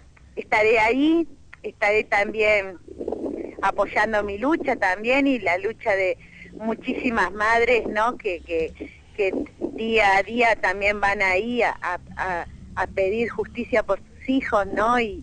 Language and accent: Spanish; Argentina; Queremos que nos traten como personas, como seres humanos, como argentinos que somos.